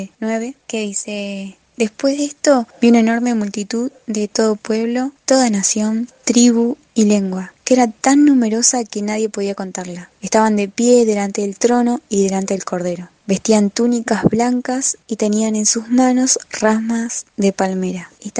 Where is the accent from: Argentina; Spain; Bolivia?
Argentina; now in Peru; Ahora estudiando somos 3 argentinos.